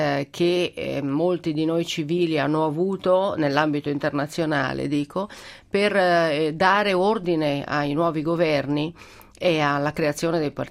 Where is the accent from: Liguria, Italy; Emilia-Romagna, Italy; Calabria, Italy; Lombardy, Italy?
Lombardy, Italy; Milan; io sono una milanese che ha fatto il percorso al contrario 30 anni fa da ragazza, e quindi andai a fare l'università a Napoli